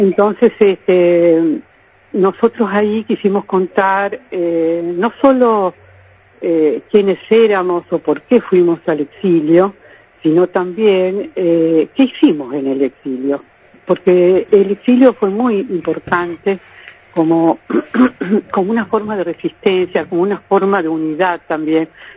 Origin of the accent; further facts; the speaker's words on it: Rosario, Santa Fe, Argentina; yo, que soy de Rosario, Argentina